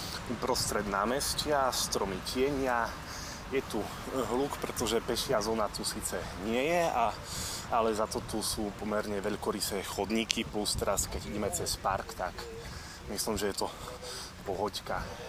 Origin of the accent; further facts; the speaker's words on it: Košice, Košice Region, Slovakia; ja som z Košic, takže čau